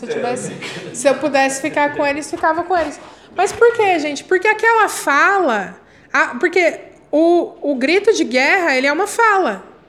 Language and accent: Portuguese; Paraná, Brazil; Eu sou paranaense, eu falo assim.